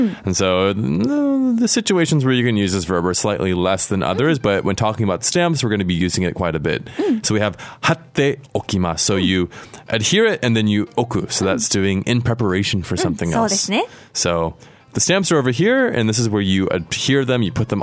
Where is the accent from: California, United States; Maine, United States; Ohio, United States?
California, United States; San Francisco; My hometown.